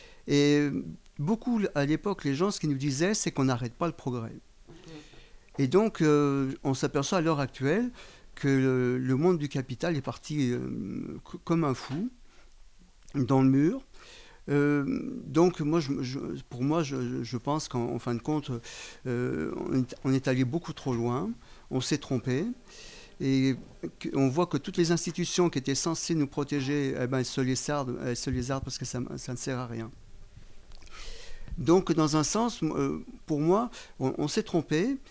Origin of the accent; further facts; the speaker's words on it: Auvergne-Rhône-Alpes, France; Alors, on est en 1970. Donc, je suis natif de Haute-Savoie.